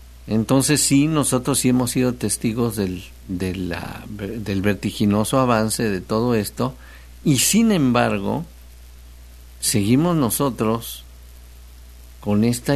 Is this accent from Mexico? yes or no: yes; Xalapa, Veracruz, Mexico; te saludo desde el puerto, desde el puerto Jarioso. Llevo 3 años viviendo aquí, allá en el puerto, soy de Jalapa.